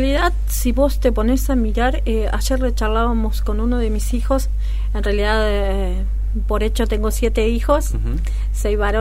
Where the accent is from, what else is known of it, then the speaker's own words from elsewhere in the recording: Río Cuarto, Córdoba, Argentina; moved away as an adult; now in José C. Paz, Argentina; Soy cordobesa, ajá, nací en Río Cuarto, así que, bueno, hace que vivo en José C. Paz 25 años.